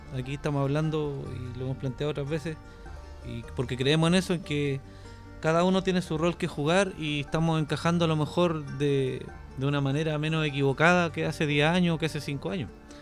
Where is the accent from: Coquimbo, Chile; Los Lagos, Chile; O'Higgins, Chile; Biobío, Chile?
Biobío, Chile; Concepción; es pega pendiente para nosotros que somos los de Conce.